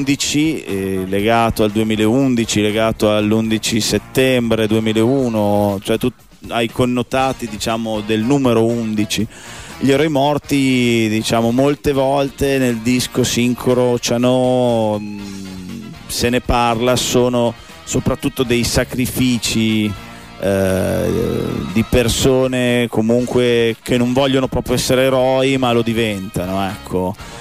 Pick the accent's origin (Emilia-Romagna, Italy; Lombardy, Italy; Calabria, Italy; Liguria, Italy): Emilia-Romagna, Italy; Piacenza; No, veniamo da Piacenza